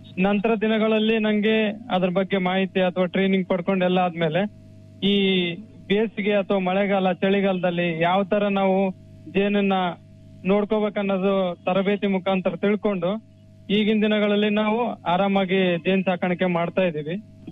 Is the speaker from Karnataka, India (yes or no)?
yes; Vanadurga, Karnataka, India; ನಾನೊಬ್ಬ ಕೃಷಿ ಪದವೀಧರ. ನನ್ನ ಊರು ಬಂದ್ಬಿಟ್ಟು ವನದುರ್ಗ ಗ್ರಾಮ, ಶಾಪುರ ತಾಲೂಕು, ಯಾದಗಿರಿ ಜಿಲ್ಲೆಯಿಂದ.